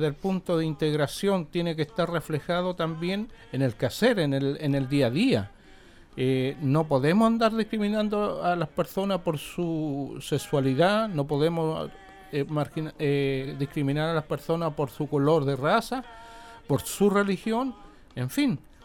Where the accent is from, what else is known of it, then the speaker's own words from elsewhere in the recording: Chile; Si hasta hace poco aquí como chilenos nosotros teníamos la estigmatización de ciertos sectores populares